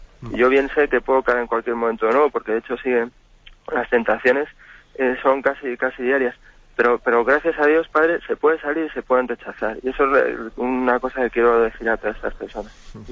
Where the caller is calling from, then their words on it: Madrid, Community of Madrid, Spain; Buenos días, monseñor. Mire, soy